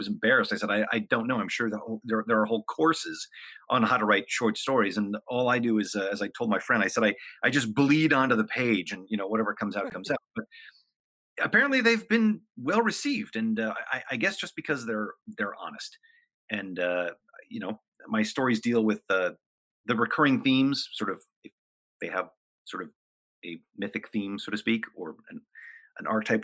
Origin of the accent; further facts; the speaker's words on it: Hollywood, California, United States; I came from a very dysfunctional family, a very dysfunctional upbringing. I grew up in Hollywood, which is extremely dysfunctional.